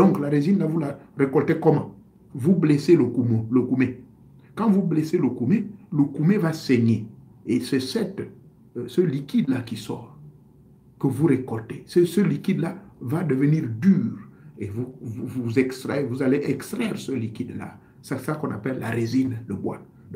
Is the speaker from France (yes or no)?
no; Gabon; Mais chez nous au Gabon